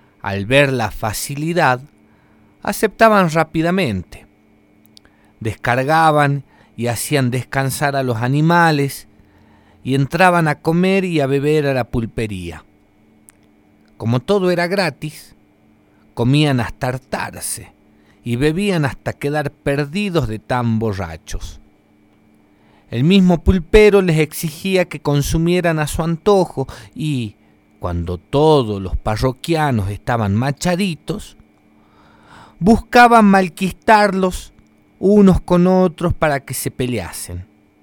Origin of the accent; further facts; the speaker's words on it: Jujuy, Argentina; Esta es otra historia también antigua de la zona de la quebrada de donde vengo. En aquellos tiempos solía aparecer una pulpería misteriosa, una carpa a la orilla de los caminos de la quebrada de Humahuaca